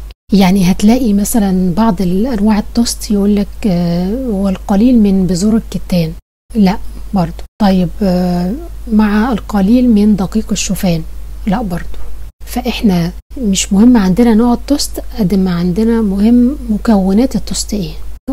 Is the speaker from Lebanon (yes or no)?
no; Egypt; يعني احنا مثلا عندنا في مصر النوع اللي الدكتور بيفضله